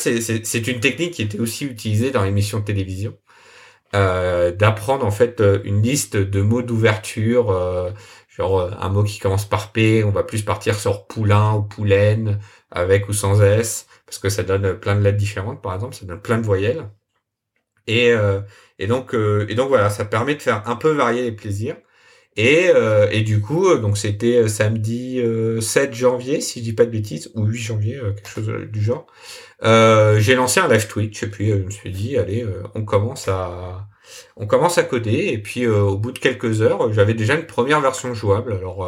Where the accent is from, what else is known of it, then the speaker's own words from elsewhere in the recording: France; C'était donc pour replacer un peu, donc début janvier, Wordle commençait à arriver chez nous en France.